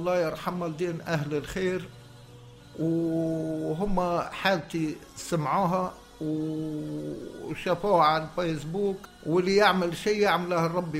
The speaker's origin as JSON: {"language": "Arabic", "country": "Tunisia", "said": "انا راني تونسي جنسيتي تونسيه ود العلم التونسي."}